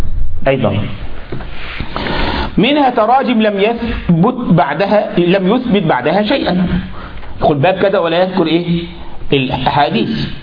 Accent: Egypt; عندنا في مصر كل لبيب بالإشارة يفهم

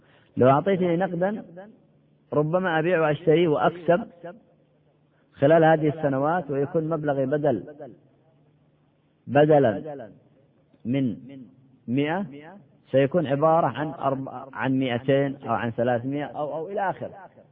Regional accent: Yemen; كما يقال عندنا في اليمن

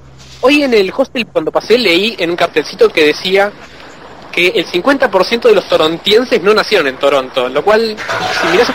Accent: Argentina; yo soy de Argentina, tenemos un podcast

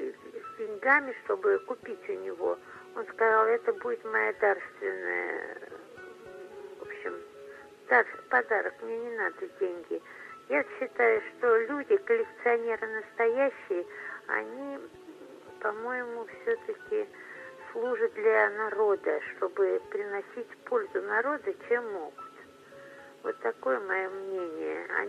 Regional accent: Moscow, Russia; я коренная москвичка

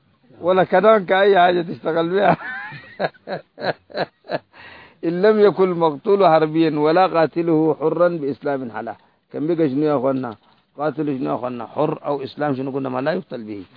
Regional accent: Sudan; زي النصارى الموجودين هسه عندنا في السودان

